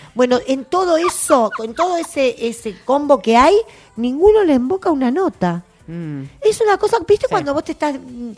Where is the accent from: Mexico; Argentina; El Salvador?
Argentina; Yo soy muy argentina, chicas, muy